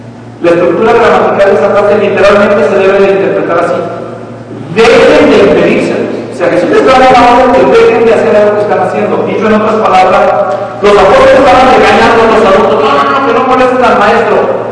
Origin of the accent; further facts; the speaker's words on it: Mexico; Nosotros crecimos en México donde no había otra cosa más que el catolicismo romano.